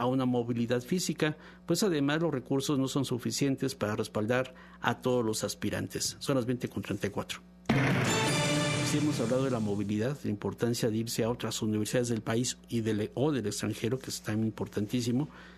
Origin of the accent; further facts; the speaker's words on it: Mexico; Y así como a nosotros, como mexicanos, nos castigan o nos llaman la atención por gritar la palabra